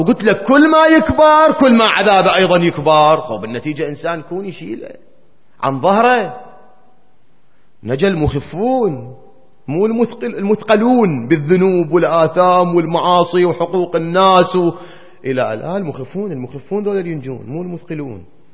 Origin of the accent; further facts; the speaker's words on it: Iraq; ما أدري إحنا هيك كان عندنا بالعراق وبلادنا العربية بصورة عامة كان موجود